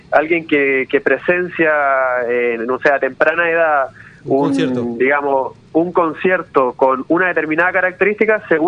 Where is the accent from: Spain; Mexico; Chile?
Chile; now in Argentina; Yo soy de Chile, sí, y me vine hace 5 años y medio.